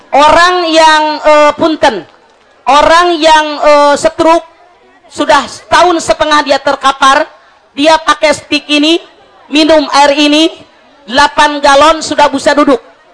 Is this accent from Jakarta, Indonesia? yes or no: no; Majalengka, West Java, Indonesia; mudah-mudahan bisa kita orang Majalengka sehat wal afiat